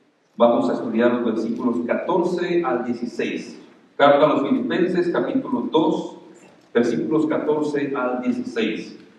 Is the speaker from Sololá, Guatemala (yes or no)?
yes; San Lucas Tolimán, Sololá, Guatemala; Hay un lago, mi pueblo está alrededor del lago, y alrededor de ese lago hay un montón de pueblos que muchos de ellos tienen los nombres de los 12 apóstoles, precisamente.